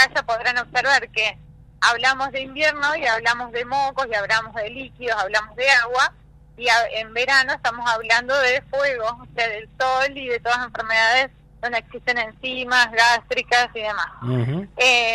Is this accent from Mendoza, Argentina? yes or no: no; Córdoba, Argentina; born there; now in Buenos Aires, Argentina; nací en Córdoba, y estudié en Buenos Aires durante 10 años